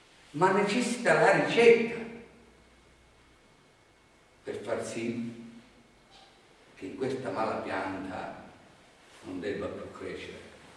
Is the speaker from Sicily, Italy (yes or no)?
no; Calabria, Italy; moved away; io sono un calabrese. E non perché sono un calabrese mi sento tirato in causa, perché sono un calabrese onesto. Vivo in Lombardia